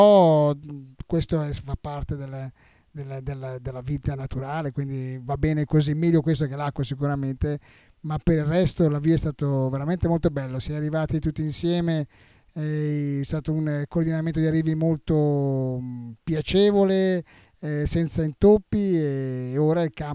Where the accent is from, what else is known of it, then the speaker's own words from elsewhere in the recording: Bergamo, Lombardy, Italy; Sono di Bergamo.